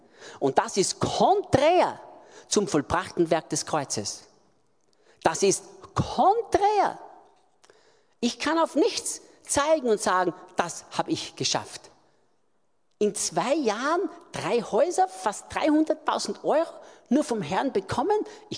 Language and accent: German; Austria; Und plötzlich, sagt man das in Deutsch auch so, bei uns in Österreich sagt man es